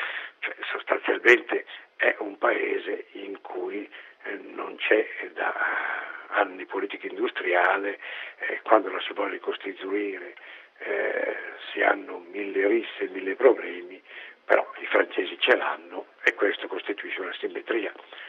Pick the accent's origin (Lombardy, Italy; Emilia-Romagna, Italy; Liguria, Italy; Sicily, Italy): Emilia-Romagna, Italy; Reggio Emilia; Mi ricordo qualche anno fa, io sono di Reggio Emilia, la banca locale ebbe un'offerta da un'altra banca